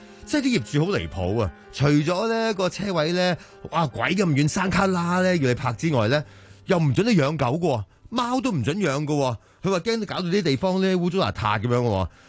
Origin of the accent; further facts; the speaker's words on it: Hong Kong; 我是一个土生土长的香港人。